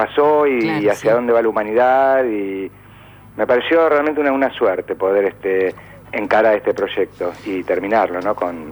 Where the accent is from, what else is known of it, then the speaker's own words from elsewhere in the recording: Argentina; en una ciudad moderna, nuestra capital, de como argentinos